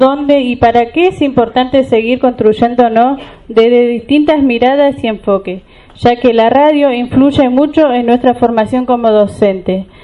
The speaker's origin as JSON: {"language": "Spanish", "town": "Junín de los Andes", "region": "Neuquén", "country": "Argentina", "said": "soy de Junín de los Andes y del departamento Huiliche."}